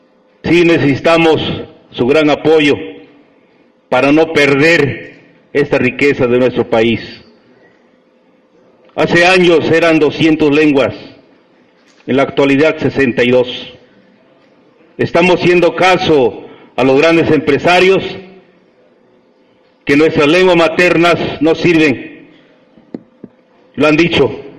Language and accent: Spanish; Mexico; first language Nahuatl; Spanish is a second language; En nuestra lengua materna, en náhuatl, les dije